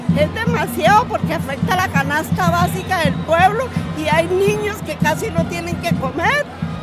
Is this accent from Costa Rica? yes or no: yes; Costa Rica; Represento a mi pueblo, a Costa Rica, que nos están dejando en la calle.